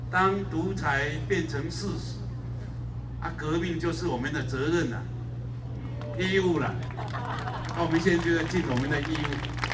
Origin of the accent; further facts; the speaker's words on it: Taiwan; 因为我们台湾人有一个习惯哦，做避暑的啦